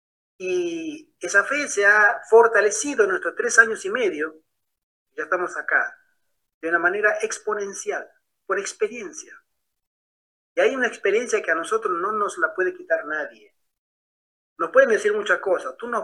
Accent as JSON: {"language": "Spanish", "country": "Argentina", "said": "Ah, de Argentina. Ah, vale. Ahí va, ya somos varios argentinos."}